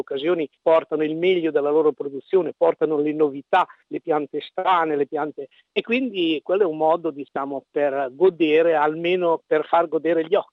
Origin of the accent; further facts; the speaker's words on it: Emilia-Romagna, Italy; Invece io amo proprio, da buon emiliano, amo il contatto umano.